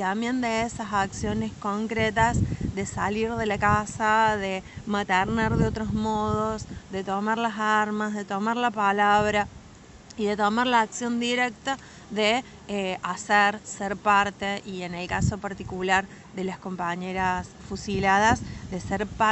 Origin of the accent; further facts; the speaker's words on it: Patagonia, Argentina; accent: Patagonian; now in Trelew, Argentina; quizás se nota por mi tonada, pero yo soy de la Patagonia, cuando me vine a vivir a Tralau, que me vine a vivir acá en el 2011